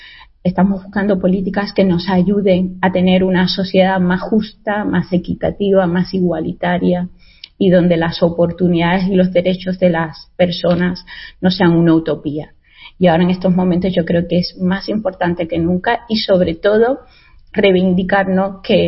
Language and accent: Spanish; Cuba; now in Spain; yo soy inmigrante, o sea, todo hay que decirlo. Soy cubana y se ve físicamente racializada, una mujer racializada, y nunca he escondido de dónde provengo